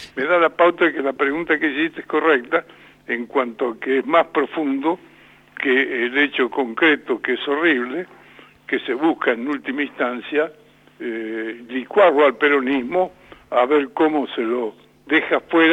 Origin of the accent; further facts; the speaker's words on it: La Pampa, Argentina; Pero somos peronistas, somos pampeanos, somos argentinos, punto.